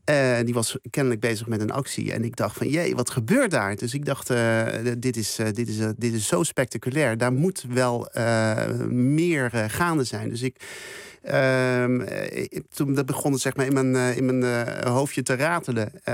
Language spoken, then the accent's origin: Dutch; Curaçao; Ik kom zelf uit Curaçao. En ik ga er regelmatig naartoe op vakantie.